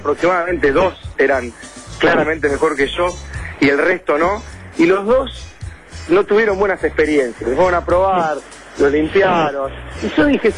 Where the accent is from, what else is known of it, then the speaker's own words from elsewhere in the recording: Haedo, Buenos Aires Province, Argentina; Yo me crié en el oeste, en Aedo, y enfrente de mi casa había un potrero.